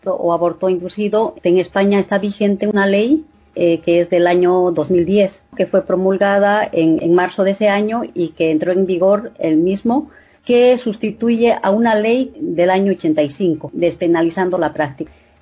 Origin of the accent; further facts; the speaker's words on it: Bolivia; now in Murcia, Spain; hay una persona que es de Uruguay y yo que soy de Bolivia